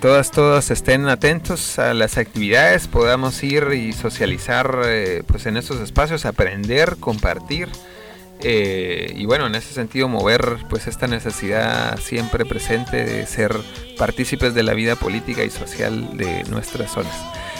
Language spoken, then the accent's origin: Spanish; Chile; pues como chilenos conscientes y también alegres para compartir y pasarse un buen rato